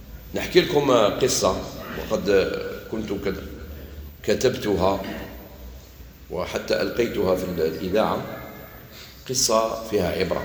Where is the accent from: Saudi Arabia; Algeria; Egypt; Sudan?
Algeria; قال لي انت منين؟ قلت له انا من الجزائر